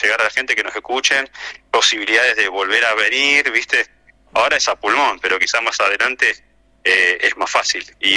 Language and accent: Spanish; Buenos Aires, Argentina; Yo en realidad soy de Buenos Aires, estoy acá en el sur hace casi 20 años